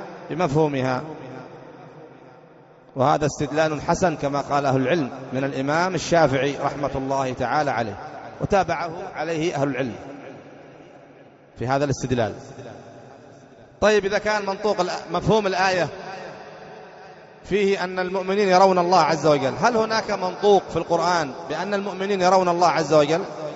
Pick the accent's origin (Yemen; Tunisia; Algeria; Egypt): Yemen; عندنا في اليمن